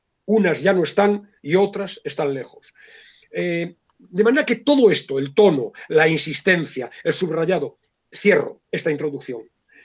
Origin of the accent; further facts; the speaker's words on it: Spain; cómo somos los españoles a la hora de establecer dicotomías